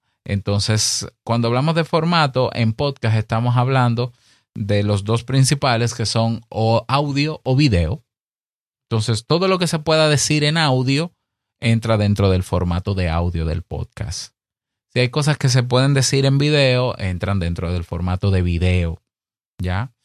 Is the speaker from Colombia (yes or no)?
no; Dominican Republic; Es muy común en mi país, que digo en mi país porque yo tengo un directorio de podcast dominicano